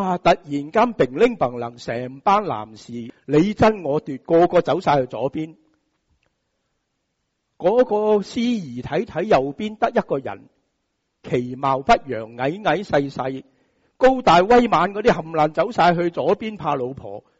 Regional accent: Hong Kong; 就是我们香港人所熟悉的台风

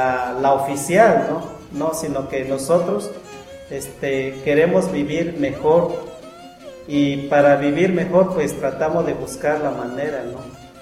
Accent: Guerrero, Mexico; first language Amuzgo; Spanish is a second language; yo hablo, la musgo es mi lengua materna. Y para poder comunicar algunas ideas que yo tengo, tuve que aprender a hablar en español.

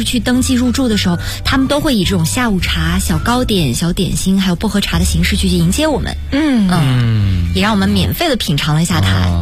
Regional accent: China; 他们其实都知道我们是中国人

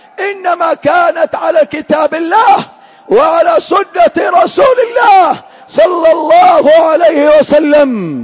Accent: Hadhramaut, Yemen; من المخالفات التي انتشرت في بلادنا حضرموت

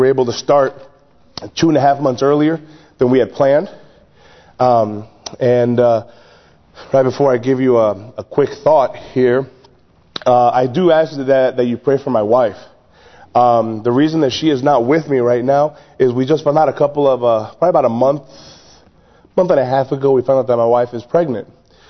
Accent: Chicago, Illinois, United States; I'm being from the Chicagoland area, I'm used to locking my house and locking my doors.

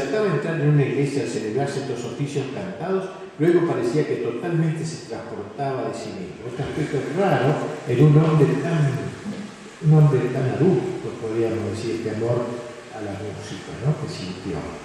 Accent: Argentina; resulta importante recordar nosotros que somos argentinos

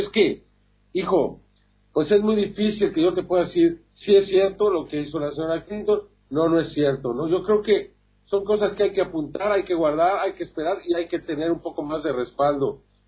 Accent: Mexico; aquí en mi país, cuando hay tal cantidad de violencia, ¿no? Cuando la mayoría de los mexicanos

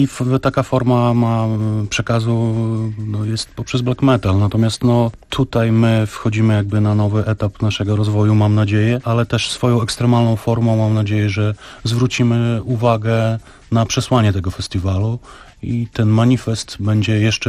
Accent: Białystok, Podlaskie Voivodeship, Poland; pochodzimy z Białegostoku i z Podlasia. No jest tam bardzo duża rzesza wyznawców prawosławia.

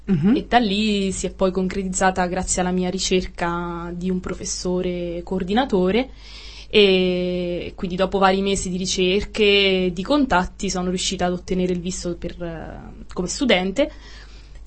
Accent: Marche, Italy; now in Brussels, Belgium; Io sono marchigiana, vengo dalla provincia di Ascoli Piceno.

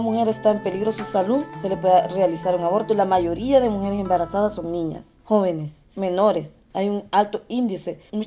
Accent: El Salvador; vengo del grupo Semillas de Libertad y soy del Salvador.

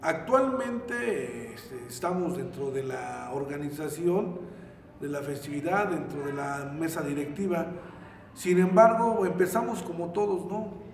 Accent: Mexico; Entonces, como mexicano, pues es un orgullo, ¿no? Un orgullo el ser mexicano

